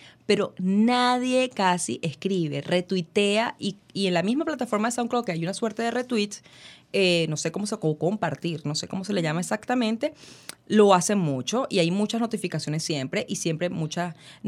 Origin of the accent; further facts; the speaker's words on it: Caracas, Capital District, Venezuela; Como buena venezolana y caraqueña, me reí, porque pensé que me estaba echando broma.